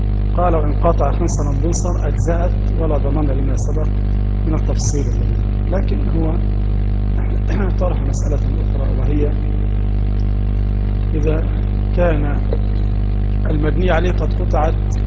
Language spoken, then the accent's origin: Arabic; Egypt; يفيدنا كمصريين في دراسة هذا الكتاب